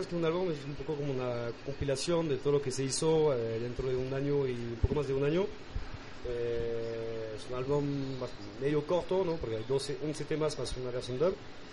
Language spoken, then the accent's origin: Spanish; France; now in Lima, Peru; soy francés, pero radico en Lima, en Perú, desde hace 4 años